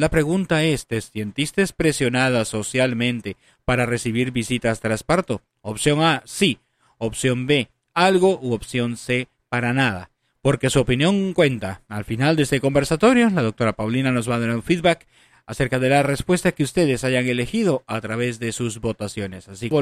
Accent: Peru; Me hace recordar cuando en mi país, en Perú

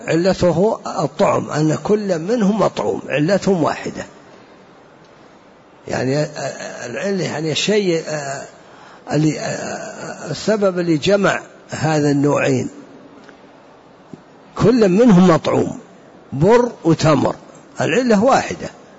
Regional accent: Najd, Saudi Arabia; عندنا في نجد معروف 4 أنواع يسمونه حنطة والقيمي وجريبة ومعيه

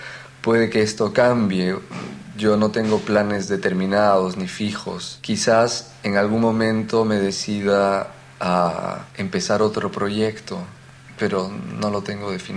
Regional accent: Peru; now in London, United Kingdom; Soy peruano y vivo en Londres.

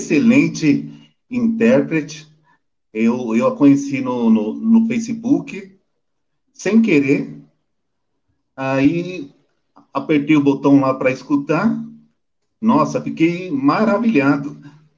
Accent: São Paulo, Brazil; Não, eu sou de São Paulo, Jaraguá.

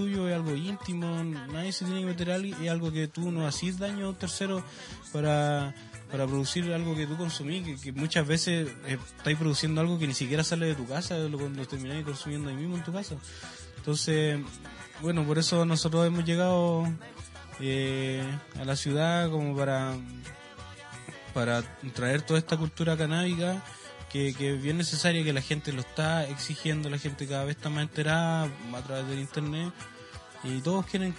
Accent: Calama, Antofagasta, Chile; now in Iquique, Chile; yo no soy quiqueño, yo vengo de Calama. Yo llegué acá a estudiar

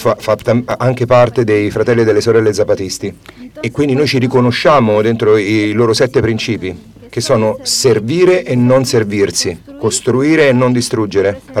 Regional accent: Oaxaca, Mexico; stiamo resistendo nella regione da cui vengo, quella dell'Istmo

